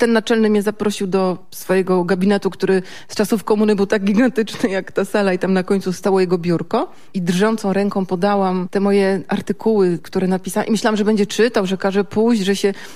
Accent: Gdańsk, Pomeranian Voivodeship, Poland; U mnie w Falowcu, bo ja jestem z Falowca, u mnie w Falowcu mieszkała na 10 dziennikarka

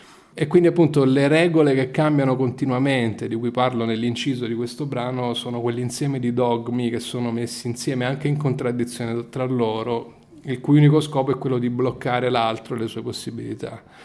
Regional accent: Naples, Campania, Italy; now in Milan, Italy; Sì, sono napoletano, classe 1980.

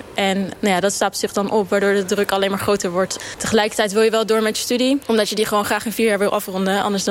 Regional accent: The Hague, South Holland, Netherlands; ik ben 21 jaar en ik kom uit Den Haag.

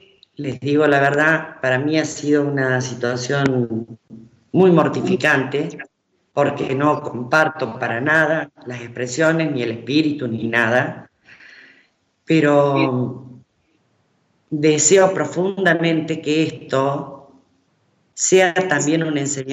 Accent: Argentina; Nosotros somos una sociedad, argentina me refiero, donde los excesos están en la orden del día.

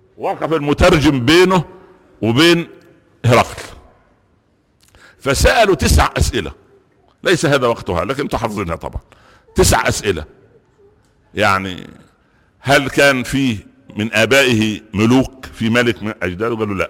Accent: Egypt; فانما هداياتنا جميعا كمصريين في ميزان

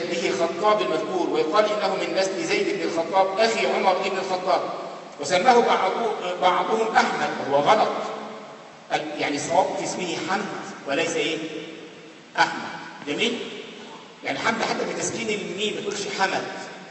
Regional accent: Egypt; القرافة دي منطقة عندنا في مصر

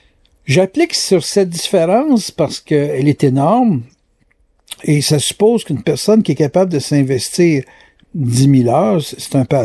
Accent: Quebec, Canada; Moi, je suis Québécois

